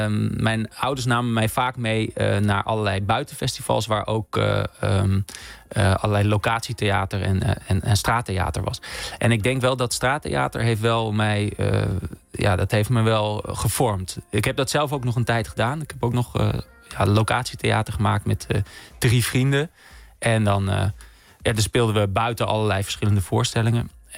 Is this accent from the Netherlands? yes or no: yes; Groningen, Netherlands; Omdat ik kom uit Groningen en ik woonde in een wijk vlak naast het Noorderplantsoen.